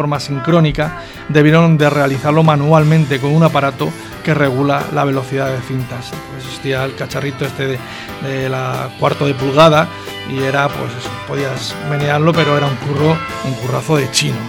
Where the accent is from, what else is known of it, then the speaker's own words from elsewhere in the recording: Madrid, Community of Madrid, Spain; Diré una burrada que soy de Vallecas